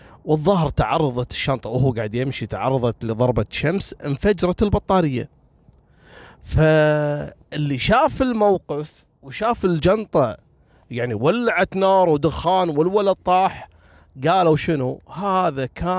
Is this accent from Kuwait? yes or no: yes; Kuwait; اليوم بقول لكم قصة غريبة حصلت عندنا في الكويت تقريبا قبل 7 سنوات